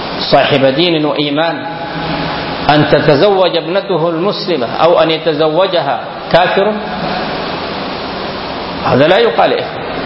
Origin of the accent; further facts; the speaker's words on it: Sudan; فالقوم أثروا في كثير من الناس هنا في بلدنا السودان